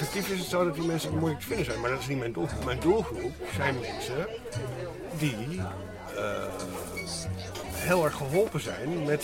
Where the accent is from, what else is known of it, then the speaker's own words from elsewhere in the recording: Amsterdam, North Holland, Netherlands; born there; mijn geboortegrond is begraven onder Amsterdam Zuidoost.